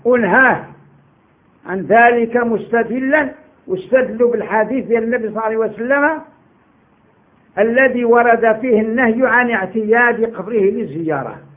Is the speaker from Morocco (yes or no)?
yes; Morocco; قال لي انت منين؟ قلت له انا مغربي.